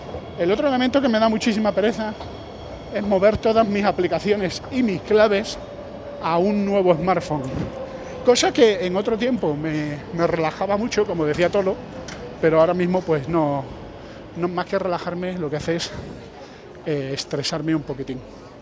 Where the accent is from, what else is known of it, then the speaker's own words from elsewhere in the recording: Andalusia, Spain; Para mí, que soy andaluz